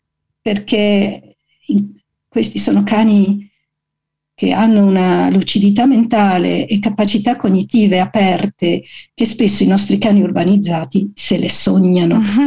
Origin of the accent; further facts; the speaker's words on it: Calabria, Italy; e lo dico con tutto l'affetto del mondo, visto che sono anche calabrese